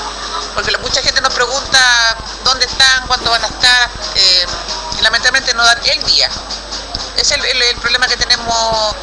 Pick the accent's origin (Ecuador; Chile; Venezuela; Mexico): Chile; Puente Alto, Santiago Metropolitan Region; la gente se acostumbra a vernos y nos reconozca también como que somos de Puente Alto